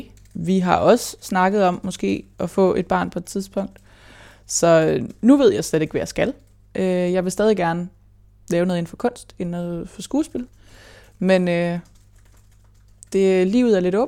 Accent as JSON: {"language": "Danish", "town": "Hobro", "region": "North Denmark Region", "country": "Denmark", "tie": "born there", "said": "Jamen, jeg blev født på Hobro sygehus, tror jeg."}